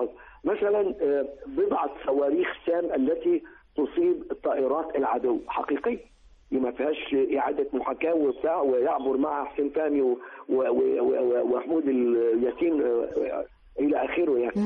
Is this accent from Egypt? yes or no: yes; Egypt; وده اللي كنت أنا كمواطن مصري وسينمائي أتوقعه